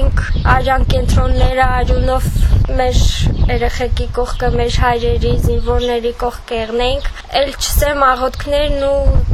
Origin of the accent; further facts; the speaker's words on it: Gyumri, Shirak, Armenia; մենք Գյումրիից ենք, բայց միշտ արցախցիների հետ ենք